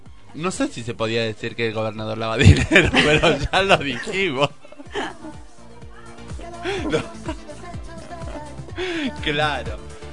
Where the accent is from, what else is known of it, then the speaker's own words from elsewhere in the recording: Salta, Argentina; Pero yo soy de Salta